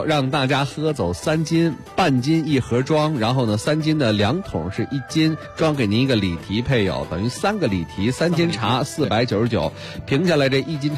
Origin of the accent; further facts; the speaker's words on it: Beijing, China; 咱们北京人喝茉莉花，谁都喝过。